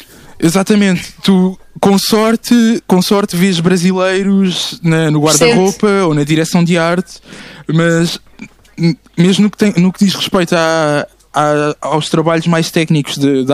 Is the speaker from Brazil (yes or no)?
no; Portugal; also born or lived in Luanda, Angola; Eu sempre vivi em Portugal. Eu nasci